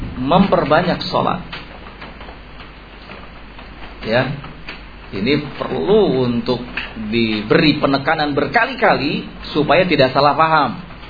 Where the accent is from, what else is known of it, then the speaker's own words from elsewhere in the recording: West Java, Indonesia; Kita nih orang Sunda terus terang, kadang-kadang seperti itu.